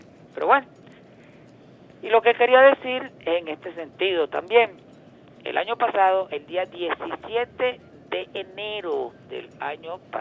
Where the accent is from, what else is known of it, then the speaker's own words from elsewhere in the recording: Venezuela; como nosotros, como venezolanos